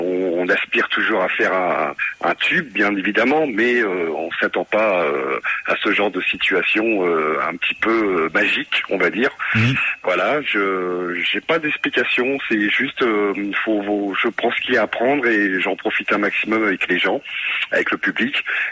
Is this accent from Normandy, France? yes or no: yes; Le Havre, Normandy, France; born there; je suis antillais de la Martinique, mais je suis né au Havre en Normandie.